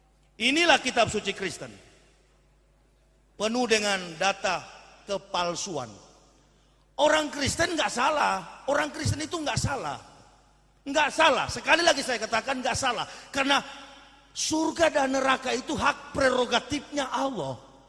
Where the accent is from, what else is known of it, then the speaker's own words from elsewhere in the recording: Manado, North Sulawesi, Indonesia; Saya orang Manado asli, asli kapir